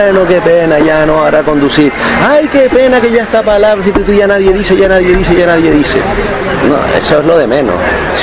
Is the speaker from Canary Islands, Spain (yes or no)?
yes; Canary Islands, Spain; soy canario porque hablo así, fundamentalmente porque hablo así